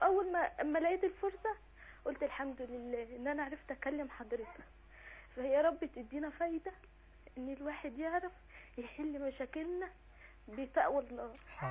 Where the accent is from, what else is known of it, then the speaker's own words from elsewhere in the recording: Cairo, Cairo Governorate, Egypt; انا من القاهره